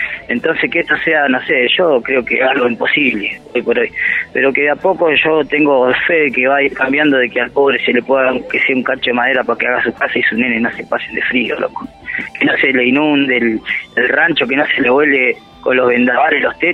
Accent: Bariloche, Río Negro, Argentina; soy nativo de Bariloche

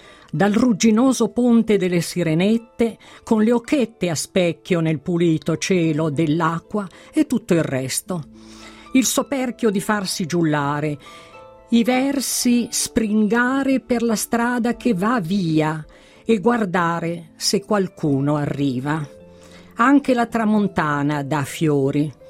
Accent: Milan, Lombardy, Italy; Quasimodo mi ha svelato alcuni misteri di Milano che io milanese non conoscevo

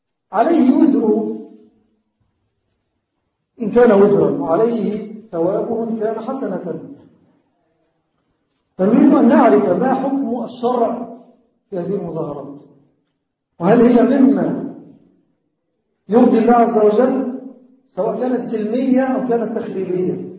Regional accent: Egypt; هذه الأيام كما هو معلوم تمر بلدنا مصر بأحداث مؤسفة

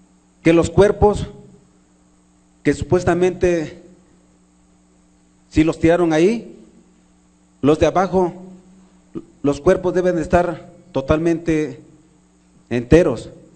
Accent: Tixtla, Guerrero, Mexico; Yo soy de Tíxtla, Guerrero, y sé cuando un animal es quemado, se requiere de harto fuego.

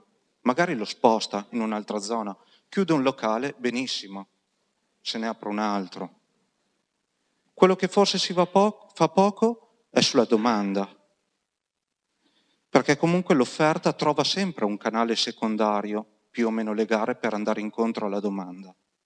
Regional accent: Piacenza, Emilia-Romagna, Italy; now in Padua, Italy; Io non sono di Padova, vengo da Piacenza

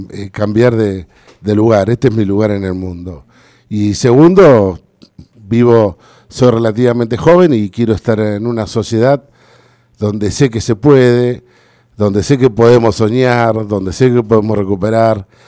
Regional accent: Puerto Deseado, Santa Cruz, Argentina; Creo que como argentinos, como santacruceños y finalmente como deseadenses, nos merecemos vivir en un lugar como deseado.

